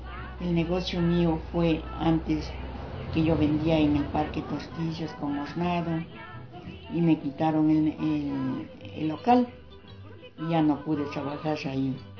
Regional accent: Tumbaco, Pichincha, Ecuador; Yo soy legítima tumbaqueña. Fueron mis abuelos, mis padres, tumbaqueños y yo tumbaqueña.

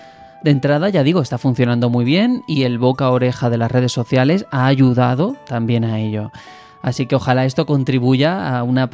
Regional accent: Andalusia, Spain; Yo es que como soy andaluz, ¿sabes?

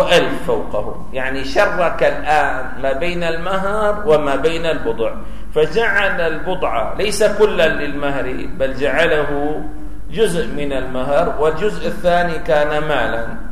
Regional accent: Syria; في الجزيرة عندنا في سوريا

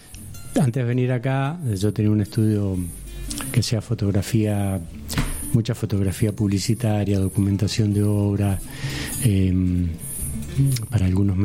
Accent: Mendoza, Argentina; born there; moved away as an adult; En el desierto Lavallino, a 70 kilómetros de Mendoza. Pero no, yo salí de Mendoza con 18, 20 años, ese viaje que digo, Latinoamérica, y después he vuelto, he estado un año, pero tengo contacto familiar y demás, pero a vivir no.

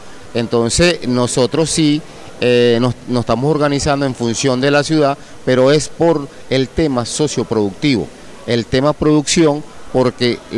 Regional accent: Venezuela; nosotros como venezolanos

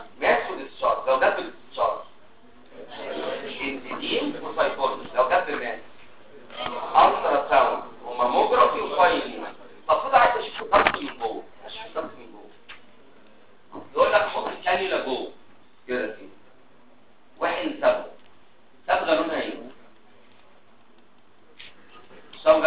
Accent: Damietta Governorate, Egypt; غير انا دمياطي. انا والدي دمياطي ووالدتي من المنوفيه.

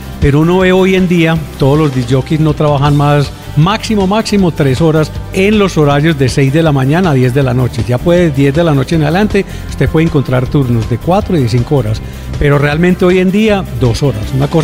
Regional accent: Segovia, Antioquia, Colombia; Nací en Segovia, Antioquia, mucho menos. Más antioqueña que cualquiera de ustedes. Y mis padres son escoceses.

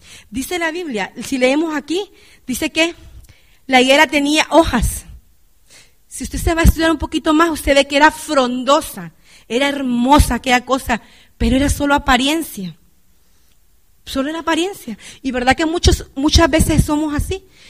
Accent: Honduras; yo me crecí en Honduras y allá en mi escuela

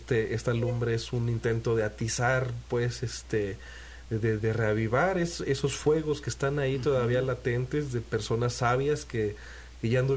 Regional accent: Tanquián, San Luis Potosí, Mexico; que yo soy de Tanquián, San Luis Potosí.

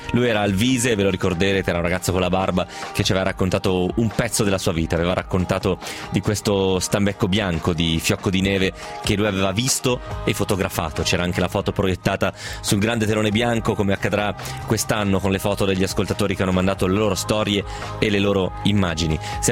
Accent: Milan, Lombardy, Italy; ho 30 anni e vengo da Milano.

